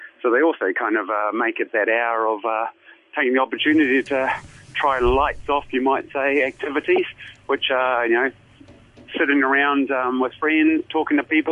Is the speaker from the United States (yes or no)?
no; New Zealand; Well, as a Kiwi, I'd go into a sporting analogy.